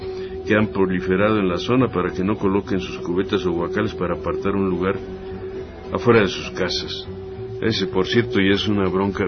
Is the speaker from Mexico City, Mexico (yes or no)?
yes; Santa Úrsula Coapa, Mexico City, Mexico; en mi pueblo así es, ya, en Santa Úrsula, Coapa